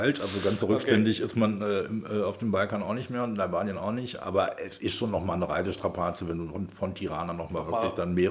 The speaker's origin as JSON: {"language": "German", "town": "Leiferde", "region": "Lower Saxony", "country": "Germany", "said": "Ich komme aus Leiferde vom Dorf, da sieht der Haltepunkt nicht viel anders aus."}